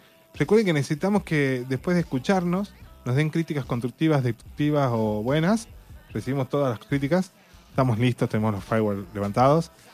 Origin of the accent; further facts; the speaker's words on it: Argentina; si en Estados Unidos pasa algo con la neutralidad de la red, la perdemos como argentinos.